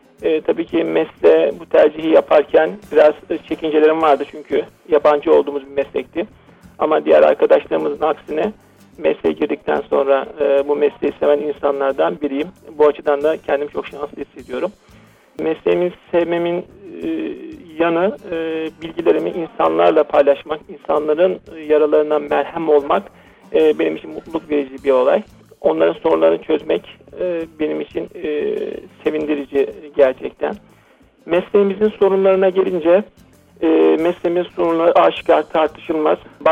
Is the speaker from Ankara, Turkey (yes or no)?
no; Samsun, Turkey; born there; 1981, Samsun doğumluyum.